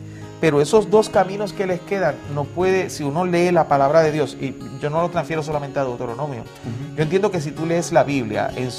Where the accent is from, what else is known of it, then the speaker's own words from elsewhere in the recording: Puerto Rico; Venimos desde la isla del Encanto, Puerto Rico, y queremos darte un saludo